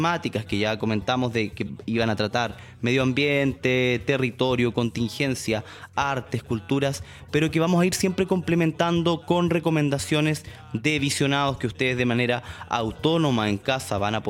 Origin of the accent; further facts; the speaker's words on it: Araucanía, Chile; soy de Chile, provengo de la región de la Araucanía, en el sur del territorio que hoy se conoce como Chile, más históricamente es el Hualmapu, territorio ancestral del pueblo mapuche